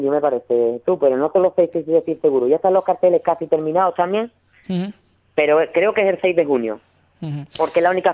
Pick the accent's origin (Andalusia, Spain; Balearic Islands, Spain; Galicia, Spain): Andalusia, Spain; Ubrique; aunque cada vez somos más gente de Ubrique, uh-huh, los que estamos ahí